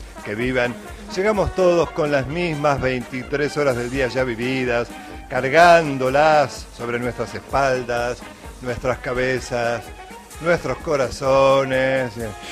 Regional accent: Carlos Tejedor, Buenos Aires Province, Argentina; now in América, Argentina; Somos oriundos de Carlos Tejedor, pero América nos adoptó.

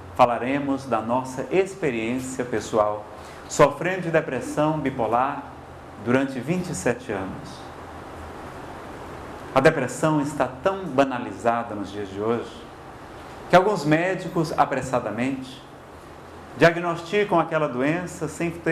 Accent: Ceará, Brazil; e eu sou cearense, cearense é bicho enxerido, né?

